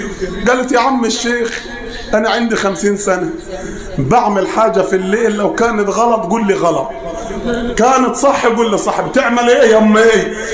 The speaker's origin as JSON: {"language": "Arabic", "region": "Upper Egypt", "country": "Egypt", "said": "زي ما بنقول عندنا في الصعيد هنا"}